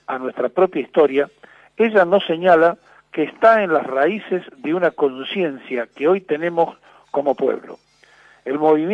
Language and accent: Spanish; Argentina; Traicionaríamos la inteligencia de la historia, y en esto somos expertos los argentinos